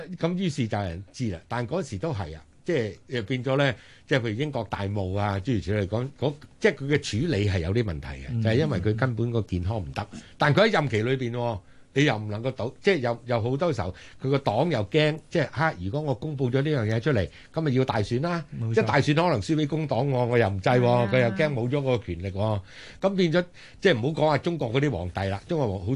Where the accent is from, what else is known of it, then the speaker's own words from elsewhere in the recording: Hong Kong; 譬如我哋香港人最受惠嘅咧，就係嗰個醫療制度啊